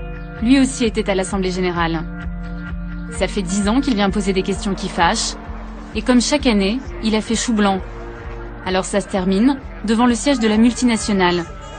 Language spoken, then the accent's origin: French; France; Je viens de France pour être avec vous aujourd'hui.